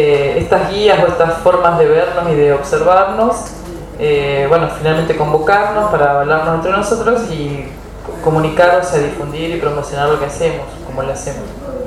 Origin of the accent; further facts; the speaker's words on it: Santa Fe, Argentina; Nosotros somos de Santa Fe, la Casa de Semillas del Litoral.